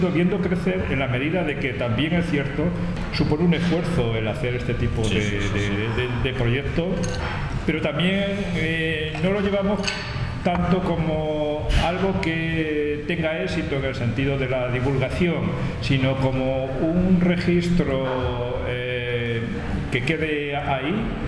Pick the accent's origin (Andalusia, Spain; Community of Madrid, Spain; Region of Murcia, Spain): Community of Madrid, Spain; Madrid; yo soy del barrio de Chamartín, también.